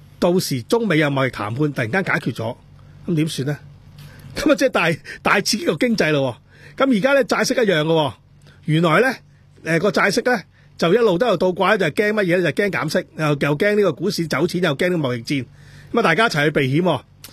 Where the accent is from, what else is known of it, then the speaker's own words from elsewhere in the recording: Hong Kong; 我諗我哋香港人早餐都要50,000以上咯